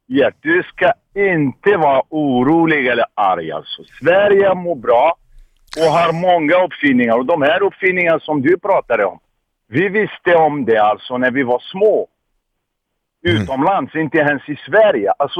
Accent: Algeria; Swedish is a second language; also born or lived in France; now in Sweden; Jag kommer från Algeriet från början.

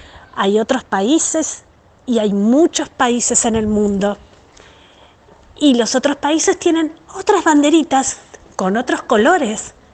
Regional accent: Argentina; contentos de que todos somos argentinos

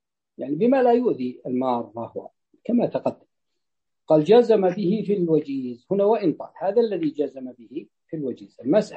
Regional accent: Najd, Saudi Arabia; تجد أن حتى عندنا في نجد عندما تفتح السدود تفتح فتأتي إلى المزارع

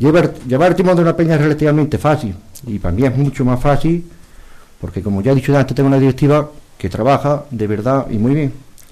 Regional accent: Bailén, Andalusia, Spain; esta noche vuelan por mi patria chica de Bailén

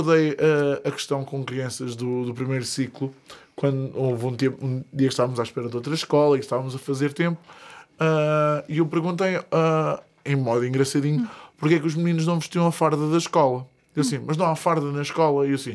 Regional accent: Vieira, Portugal; havia na terra onde eu cresci, na Vieira

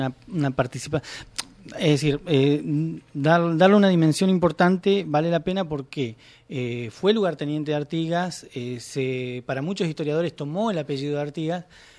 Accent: Chubut, Argentina; Primero mandar saludos para el Chubut, porque yo soy de Chubut

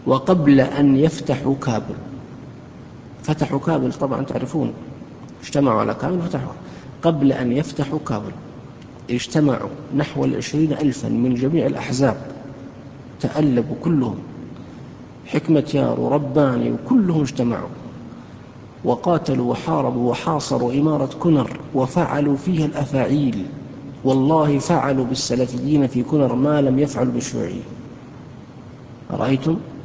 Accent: Saudi Arabia; عندنا في السعودية

